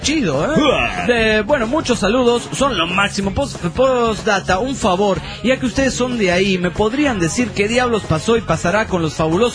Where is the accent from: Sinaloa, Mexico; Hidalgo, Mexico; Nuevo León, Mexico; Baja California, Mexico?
Baja California, Mexico; Mexicali; Hola, ¿qué tal? … de Mexicali, México.